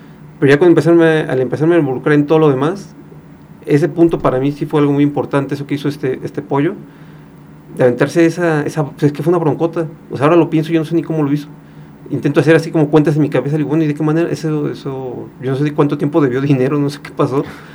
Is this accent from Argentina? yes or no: no; Atizapán de Zaragoza, State of Mexico, Mexico; yo soy del Estado de México, de Atizapán de Zaragoza.